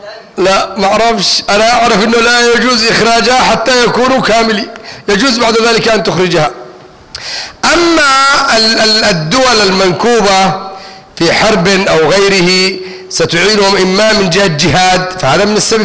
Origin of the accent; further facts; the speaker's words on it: Egypt; أنا مصري وعاوز اسافر بكره مثلا